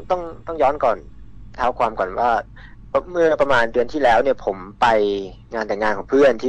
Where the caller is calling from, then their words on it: Phrae, Thailand; ผมโทรมาจากจังหวัดแพร่ครับ